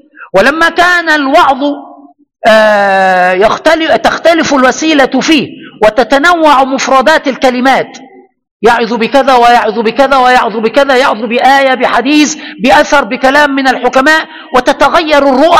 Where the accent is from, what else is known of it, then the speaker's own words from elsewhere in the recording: Egypt; هذه القاعدة يستدل بها عندنا في مصر.